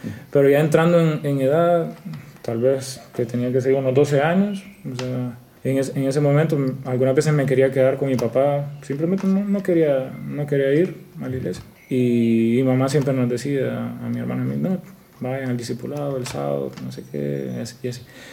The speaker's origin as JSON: {"language": "Spanish", "town": "San Pedro Sula", "region": "Cortés", "country": "Honduras", "tie": "born there", "said": "Tengo 25 años, nací en San Pedro Sula."}